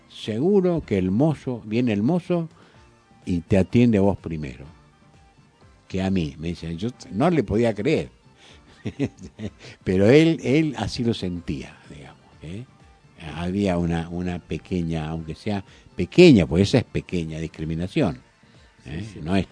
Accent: Formosa, Argentina; also born or lived in La Plata; Yo me crié en Formosa, en el secundario, y después estuve en La Plata.

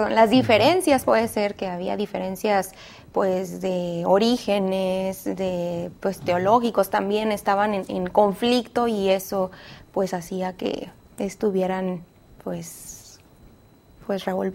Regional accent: Montemorelos, Nuevo León, Mexico; soy de Montemorelos y trabajo en la Universidad de Montemorelos.

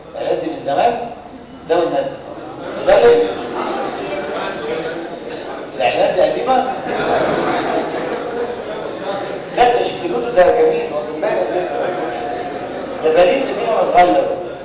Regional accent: Egypt; اللي بيستخدم عندنا في مصر هي واحده بس،

